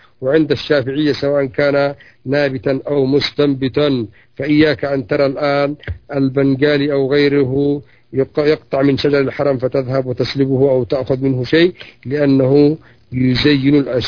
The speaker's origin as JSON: {"language": "Arabic", "country": "Yemen", "said": "يسموهم عندنا في اليمن يسموه العرجة"}